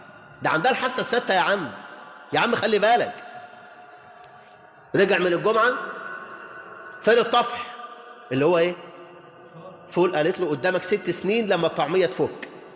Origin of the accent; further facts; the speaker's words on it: Mansoura, Dakahlia, Egypt; أنا زوجتي من كايرو وأنا من المنصورة، فلاحين المنصورة